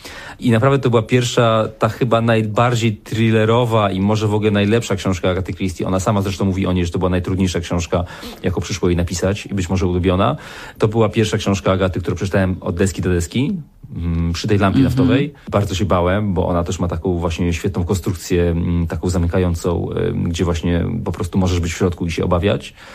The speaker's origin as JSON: {"language": "Polish", "region": "Beskid Niski", "country": "Poland", "tie": "born or raised there", "said": "ja się wychowałem w dużej mierze częściowo w Beskidzie Niskim, daleko od ludzkich siedzib w domu, w którym nie było prądu. Spędziłem tam 7 lat dzieciństwa."}